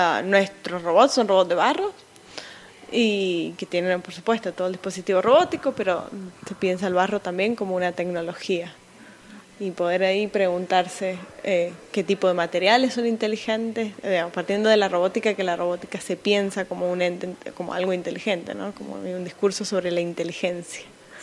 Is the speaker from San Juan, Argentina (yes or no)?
yes; San Juan, Argentina; now in United States; soy originariamente de Argentina, de la provincia de San Juan, que es una provincia que está al oeste, noroeste de Argentina, pero ahora vivo en Estados Unidos desde hace ya unos años